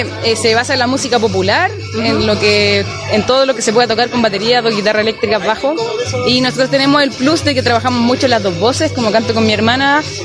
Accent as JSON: {"language": "Spanish", "town": "San Bernardo", "region": "Santiago Metropolitan Region", "country": "Chile", "tie": "born or raised there", "said": "Yo soy oriunda de la comuna de San Bernardo, de Santiago."}